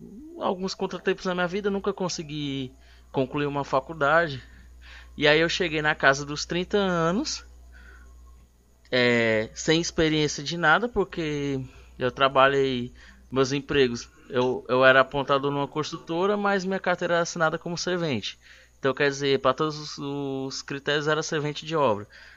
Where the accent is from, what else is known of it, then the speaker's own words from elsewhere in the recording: Itapajé, Ceará, Brazil; eu não sou de Sobral, né, eu sou de Itapajé. Aí você vem lá de uma família de agricultores e tal.